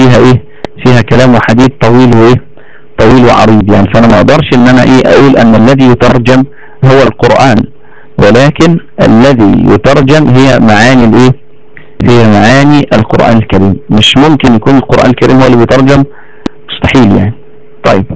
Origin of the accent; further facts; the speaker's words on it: Egypt; واحنا عندنا في مصر هنا